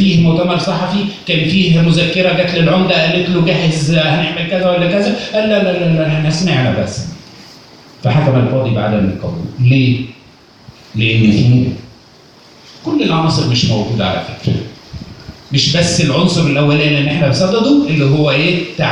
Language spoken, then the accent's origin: Arabic; Egypt; احنا كعرب أو كمصريين